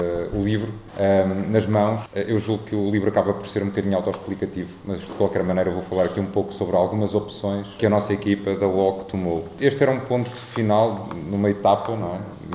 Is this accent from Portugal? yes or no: yes; Aveiro, Portugal; houve muitos recantos que eu, sendo aveirense, desconhecia em pleno.